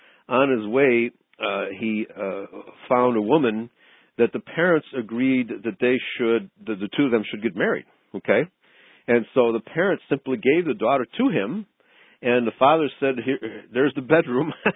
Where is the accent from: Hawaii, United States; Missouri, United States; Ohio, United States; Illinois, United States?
Illinois, United States; Chicago; Well, I remember as a child growing up in Chicago, going to numerous wedding feasts